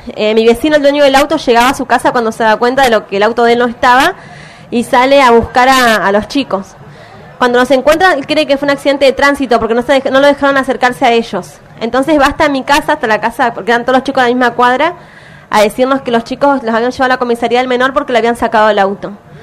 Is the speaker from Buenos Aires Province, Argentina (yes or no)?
no; Neuquén, Argentina; Bueno, hola, como ella dijo, yo vengo de Neuquén.